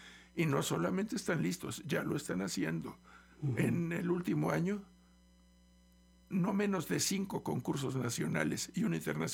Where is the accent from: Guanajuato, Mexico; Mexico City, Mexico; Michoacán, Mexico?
Mexico City, Mexico; born there; now in Xalapa, Mexico; En la Ciudad de México.